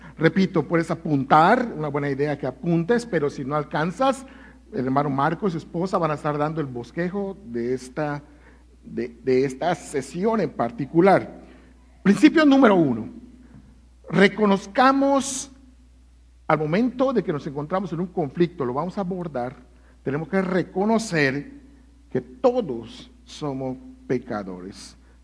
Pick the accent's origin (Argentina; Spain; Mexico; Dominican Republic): Mexico; Yucatán; hay un árbol en Yucatán, en mi tierra, que se llama Chechen